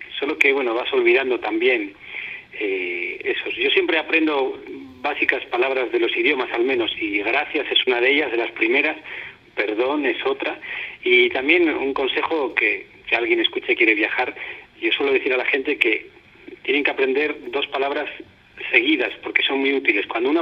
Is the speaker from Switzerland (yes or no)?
no; Spain; moved away; Y de esta manera llevo ya 8 años desde que salí de España.